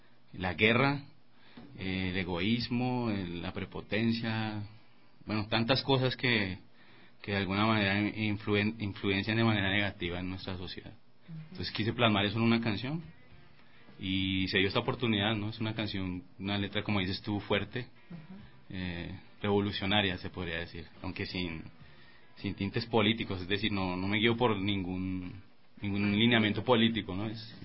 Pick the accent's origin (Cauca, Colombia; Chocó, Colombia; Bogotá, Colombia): Bogotá, Colombia; now in Ecuador; Yo vengo de Bogotá, Colombia. Tengo más o menos 8 años viviendo aquí en Ecuador, vivo en el Valle de los Chillos.